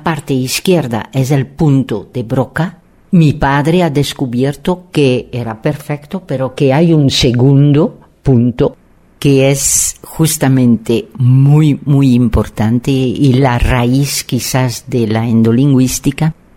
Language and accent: Spanish; Belgium; Spanish is a second language; somos de Bélgica, pero en realidad somos del mundo, pero en particular hemos elegido México